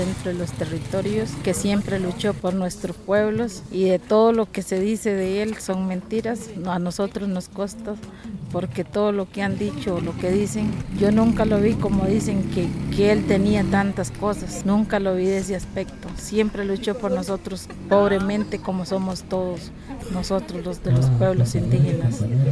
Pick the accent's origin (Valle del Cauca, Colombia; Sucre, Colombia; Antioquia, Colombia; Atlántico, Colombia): Valle del Cauca, Colombia; Palmira; de Clan Tuburgua, soy de Palmira, de Cavagra.